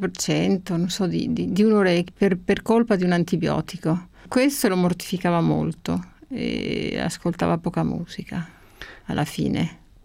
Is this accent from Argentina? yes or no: no; Spain; Italian is a second language; perché comunque, appunto, essendo spagnola è tutto un po' diverso